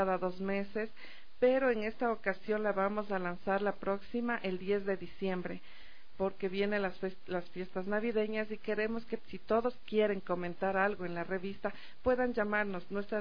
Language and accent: Spanish; Ecuador; resaltar el esfuerzo de mi pueblo ecuatoriano